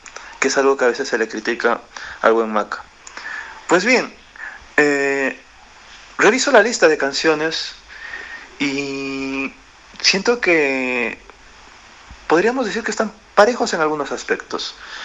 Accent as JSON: {"language": "Spanish", "country": "Peru"}